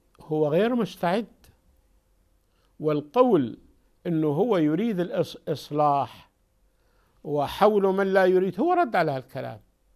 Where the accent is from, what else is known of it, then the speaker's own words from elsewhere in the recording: Syria; فأنا أرجو أن لا تسمع عن أحد عندنا في سوريا يطالب بمثل هذا